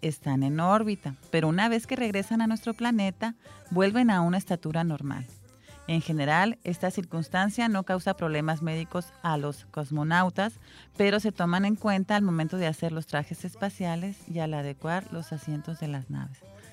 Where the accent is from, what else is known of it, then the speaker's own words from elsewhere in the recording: Guaymas, Sonora, Mexico; Yo soy de Guaymas y ahí las tenemos todavía funcionando